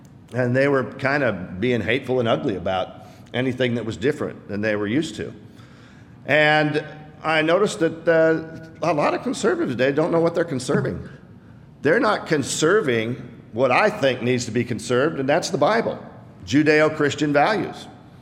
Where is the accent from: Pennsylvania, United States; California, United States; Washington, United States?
Washington, United States; Seattle; moved away as an adult; I was born and raised in Seattle. Came here in 1978 to go to college and the Lord said, this is where you're going to stay.